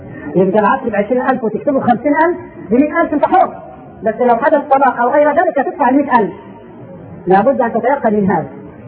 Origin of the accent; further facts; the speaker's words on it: Upper Egypt, Egypt; في بعض المناطق في الصعيد عندنا في مصر